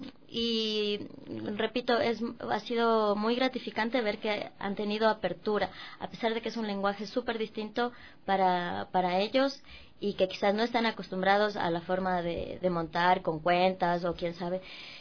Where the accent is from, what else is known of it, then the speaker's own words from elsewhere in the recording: Ecuador; enfrentarme a la danza ecuatoriana, digo, me parece como... Y lógico que haya tanta riqueza en mi país